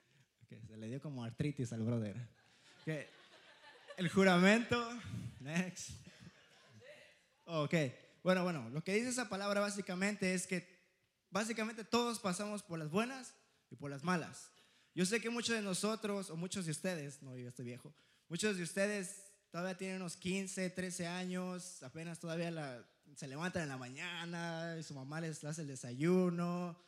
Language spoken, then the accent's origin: Spanish; Mexico City, Mexico; que los chilangos, que acá, aquí yo, sí, soy chilango